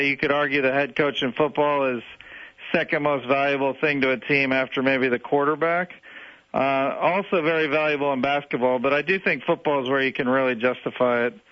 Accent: Cleveland, Ohio, United States; I'll put it this way: I grew up in Cleveland

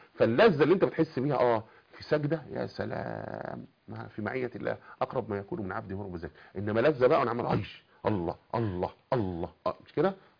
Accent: Cairo Governorate, Egypt; born there; لان كنت قريب انا من منطقه من مواليد الخليفه يعني

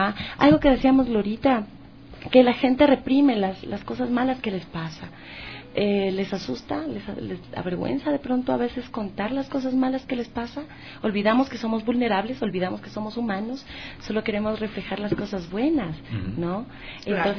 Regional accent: Ecuador; Claro, porque aquí de los cuatro soy la única ecuatoriana.

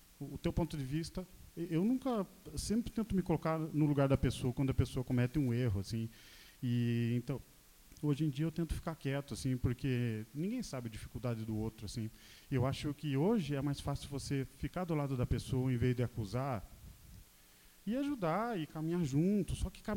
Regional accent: Curitiba, Paraná, Brazil; eu sou curitibano

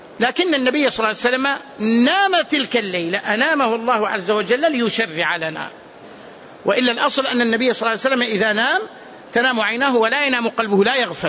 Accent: Medina, Medina Province, Saudi Arabia; أذكر مرة وأنا صغير هنا في باب المجيدي

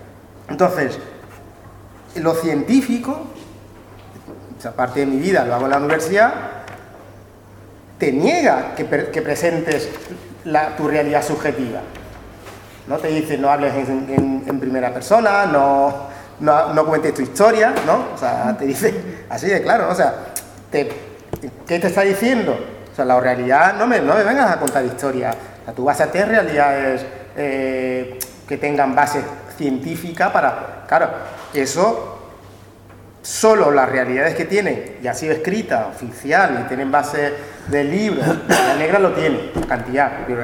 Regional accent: São Tomé & Príncipe; Está más cerca de mi tierra, de Santo Tomé y Príncipe.

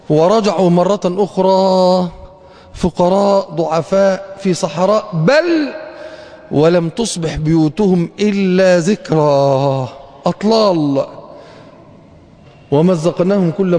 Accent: Egypt; ما مرتش بالذات عندنا في مصر بمثل هذه الاثار

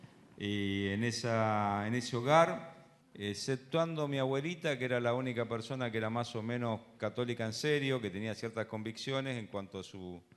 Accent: Luján, Buenos Aires Province, Argentina; born there; Yo nací en la ciudad de Luján. Y como se imaginan, naciendo en Luján, tenía un contexto católico, mi familia

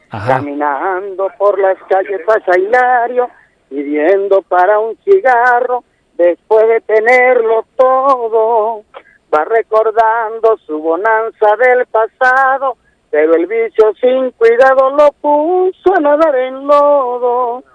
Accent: Calabozo, Guárico, Venezuela; Hay un compromiso social con el pueblo de Calabozo, hay un compromiso social con mi tierra natal, con mi estado Guárico.

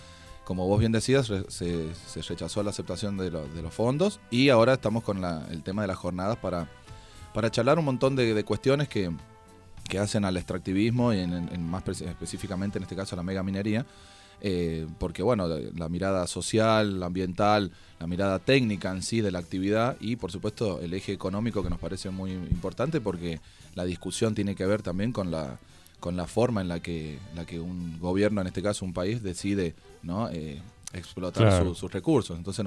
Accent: San Juan, Argentina; yo soy sanjuanino y en San Juan no pasa lo mismo

